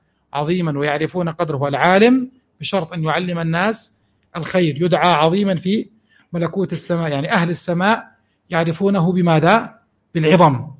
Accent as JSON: {"language": "Arabic", "country": "Jordan", "said": "مثل حمامات معين عندنا في الأردن كمثال حي"}